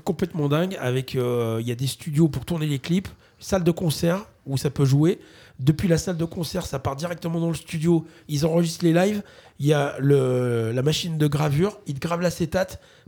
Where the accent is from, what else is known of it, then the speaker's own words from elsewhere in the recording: Bas-en-Basset, Auvergne-Rhône-Alpes, France; Et moi, j'ai grandi à Basse avec ce château au-dessus de ma tête pendant des années.